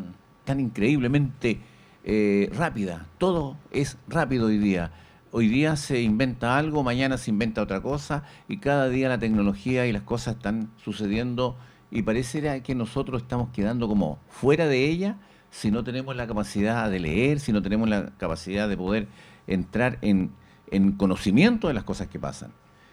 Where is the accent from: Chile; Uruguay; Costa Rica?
Chile; se da cuenta que qué importante es que nosotros como chilenos, en realidad, a veces estamos mal mirados nosotros mismos